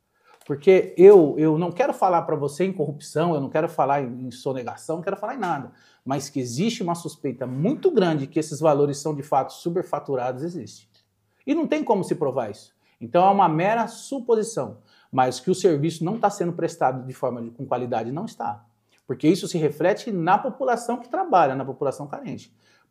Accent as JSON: {"language": "Portuguese", "town": "Mogi das Cruzes", "region": "São Paulo", "country": "Brazil", "tie": "born or raised there", "said": "Eu sou de Jundiapeba, nascido em Jundiapeba. Lá era um bairro extremamente violento."}